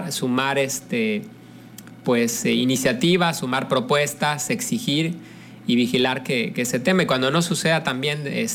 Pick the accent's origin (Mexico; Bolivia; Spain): Mexico; Y yo creo que como mexicanos sí nos merecemos un buen gobierno, ¿no?